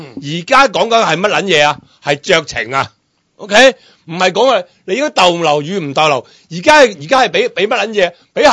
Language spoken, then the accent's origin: Cantonese; Hong Kong; 由嚟嘅嗰一日开始，你都压鸠紧我哋香港人嘅。